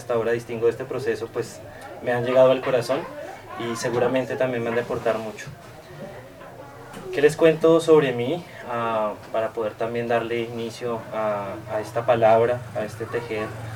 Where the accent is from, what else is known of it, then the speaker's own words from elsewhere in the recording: Pachavita, Boyacá, Colombia; Originario de Pachavita, Boyacá soy. Yo vengo del suroriente de Boyacá, para quienes conocen esa hermosa región.